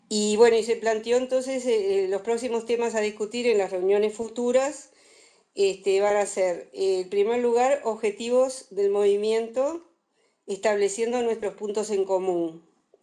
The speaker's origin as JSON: {"language": "Spanish", "region": "Montevideo", "country": "Uruguay", "said": "de Uruguay, vivo en Montevideo, tengo 63 años, soy médica y estoy jubilándome."}